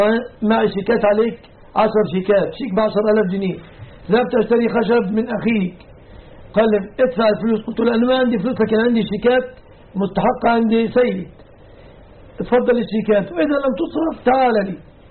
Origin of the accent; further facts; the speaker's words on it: Egypt; هذا وأسأل الله أن يحفظ بلادنا مصر